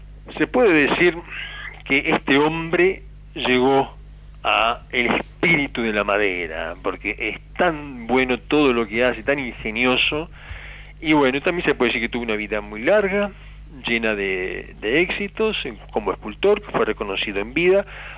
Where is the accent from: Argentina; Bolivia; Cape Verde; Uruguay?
Uruguay; tuve la suerte de encontrarme como uruguayo junto a dos colegas